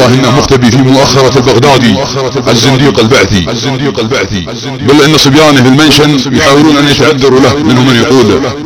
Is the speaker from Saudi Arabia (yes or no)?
yes; Saudi Arabia; وسنرى من يرغم انت من نحن سعوديين